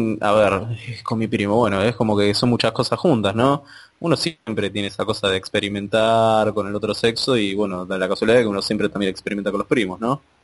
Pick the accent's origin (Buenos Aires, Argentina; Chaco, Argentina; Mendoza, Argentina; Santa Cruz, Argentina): Buenos Aires, Argentina; Hace poco estaba en la estación de mi ciudad natal, de Buenos Aires.